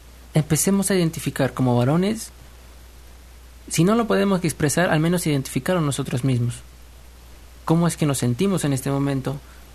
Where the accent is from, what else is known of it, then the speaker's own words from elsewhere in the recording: Tlalnepantla, State of Mexico, Mexico; Yo soy de Tlalnepantla.